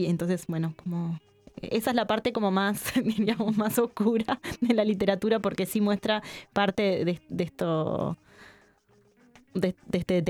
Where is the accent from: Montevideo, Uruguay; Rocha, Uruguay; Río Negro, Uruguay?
Montevideo, Uruguay; un montón de otras de imágenes que claramente quienes somos de Montevideo las podemos percibir